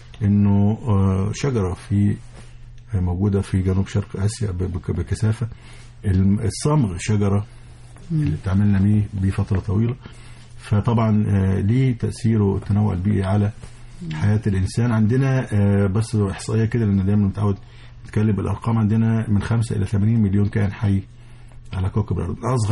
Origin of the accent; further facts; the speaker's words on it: Egypt; قلنا أن المؤتمر هيبقى عندنا في مصر